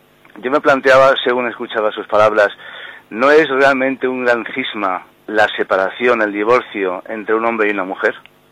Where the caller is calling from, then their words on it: Madrid, Community of Madrid, Spain; … de Madrid.